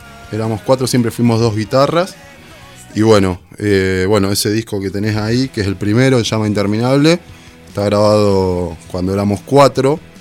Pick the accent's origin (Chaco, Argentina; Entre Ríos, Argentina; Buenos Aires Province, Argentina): Buenos Aires Province, Argentina; Tres Arroyos; De Tres Arroyos somos.